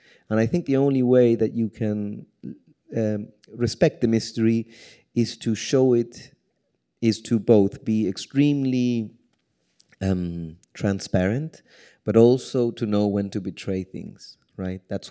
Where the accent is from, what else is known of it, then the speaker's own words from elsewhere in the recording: Chile; I mean, I'm from Chile